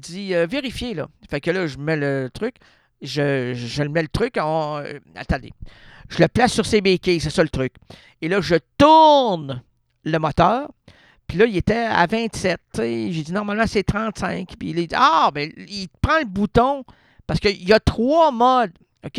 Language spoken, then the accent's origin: French; Quebec, Canada; Non, on est français au Québec, là. On est francophone au Québec.